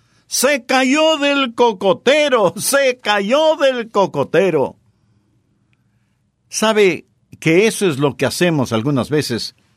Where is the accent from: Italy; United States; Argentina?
United States; Florida; Yo sí. Fui criado en la Florida y en donde vivíamos había muchos cocoteros.